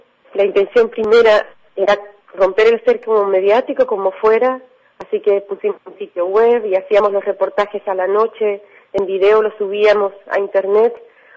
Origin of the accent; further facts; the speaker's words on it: Honduras; Estoy acá en Buenos Aires en calidad de exiliada o refugiada política. Estamos terminando un documental sobre el golpe de Estado en Honduras, en mi país.